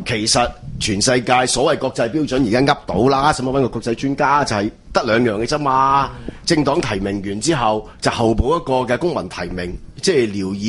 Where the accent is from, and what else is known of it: Hong Kong